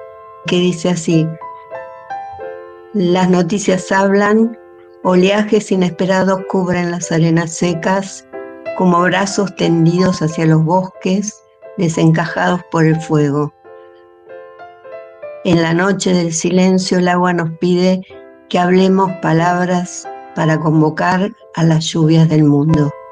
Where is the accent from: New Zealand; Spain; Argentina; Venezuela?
Argentina; La Plata, Buenos Aires Province; soy de La Plata, soy escritora